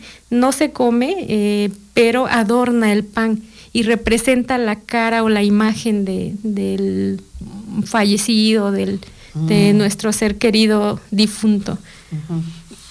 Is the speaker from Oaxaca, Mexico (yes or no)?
yes; Río Grande, Oaxaca, Mexico; Río Grande, pues, es mi pueblo de origen. Es un pueblo afromestizo o afrodescendiente.